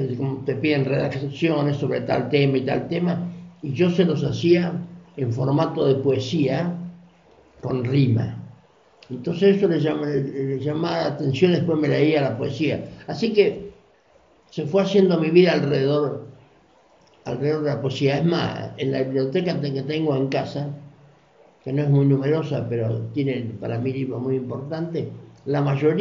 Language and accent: Spanish; Mar del Plata, Buenos Aires Province, Argentina; soy nacido en Mar del Plata en 1943 y ahí me crié, ahí trabajé y ahí estudié. Y fue una vida al lado del mar